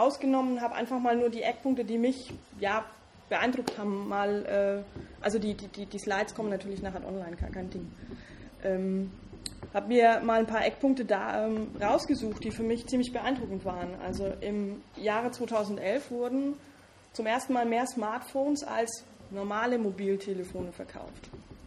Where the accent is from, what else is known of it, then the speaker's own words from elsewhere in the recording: Bavaria, Germany; accent: Franconian; Wie man hört, komme ich aus Franken.